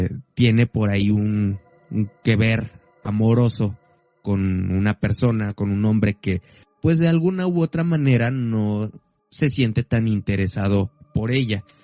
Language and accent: Spanish; Mexico; Yo creo que como mexicano es una de las leyendas que con la que tuviste contacto, uh-huh, desde muy pequeña edad.